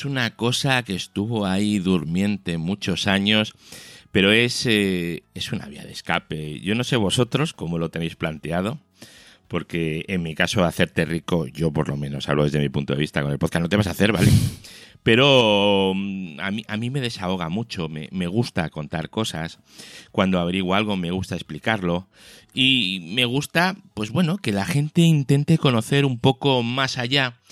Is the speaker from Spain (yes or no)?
yes; Spain; Todos somos españoles y toda la pasta sale de España.